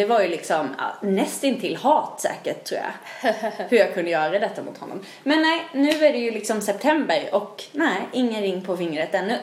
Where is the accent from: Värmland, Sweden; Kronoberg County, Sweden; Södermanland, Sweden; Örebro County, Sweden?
Kronoberg County, Sweden; Växjö; Men jag kommer ju från Växjö